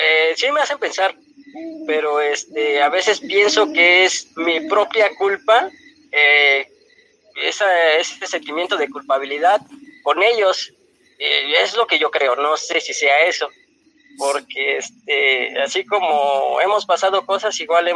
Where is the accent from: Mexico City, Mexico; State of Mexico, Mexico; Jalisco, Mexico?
State of Mexico, Mexico; Ecatepec; Sí, soy de Ecatepec.